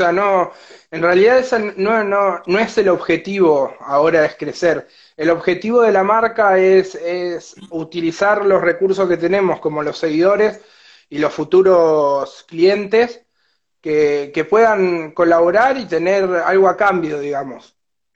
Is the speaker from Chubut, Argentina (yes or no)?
yes; Puerto Madryn, Chubut, Argentina; Sí, somos de Puerto Madryn. Todo el grupo de pibes acá que estamos laburando somos todos de Madrid. La mayoría nacidos y criados acá, la familia también de hace tiempo.